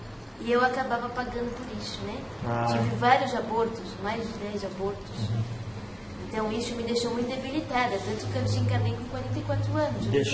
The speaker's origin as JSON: {"language": "Portuguese", "region": "Minas Gerais", "country": "Brazil", "tie": "born there", "said": "Mas era ali em Minas, né? A gente era tudo mineiro. Eu nasci também em Minas. Meus pais não, mas eu nasci em Minas."}